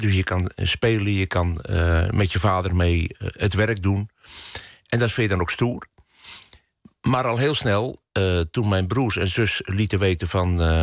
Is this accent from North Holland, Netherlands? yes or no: no; Langerak, South Holland, Netherlands; Mijn leven is begonnen aan de rivier in een klein dorpje in Langerak, in de Albelse Waard. En daar heb ik goede herinneringen aan. En je mag opgroeien op een boerderij.